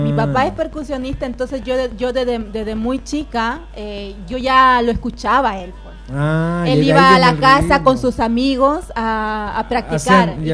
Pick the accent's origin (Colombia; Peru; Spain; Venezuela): Peru; allá en mi país hay un ritmo que es afroperuano.